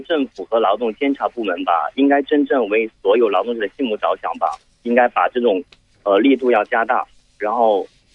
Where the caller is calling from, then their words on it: Shenzhen, Guangdong, China; 我是来自广东深圳。